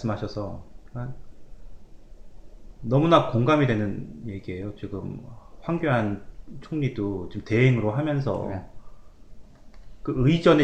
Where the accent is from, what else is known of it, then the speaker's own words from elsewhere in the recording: South Korea; 저도 한국인이라서